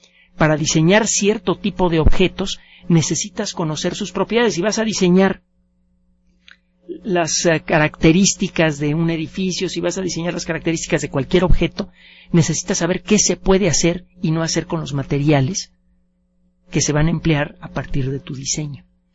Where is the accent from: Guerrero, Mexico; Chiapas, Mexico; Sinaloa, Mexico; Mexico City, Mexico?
Mexico City, Mexico; No, nací aquí en el Distrito Federal, viví mis primeros años en el mero centro, y tengo mitad sangre libanesa y mitad mexicana.